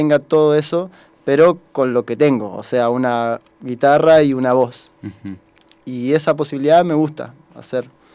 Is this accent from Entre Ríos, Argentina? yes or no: yes; Concordia, Entre Ríos, Argentina; now in La Plata, Argentina; De Concordia, de Entre Ríos. Y me vine a estudiar...